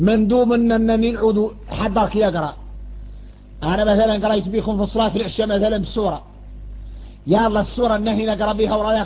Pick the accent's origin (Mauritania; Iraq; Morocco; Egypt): Mauritania; إحنا موريتاني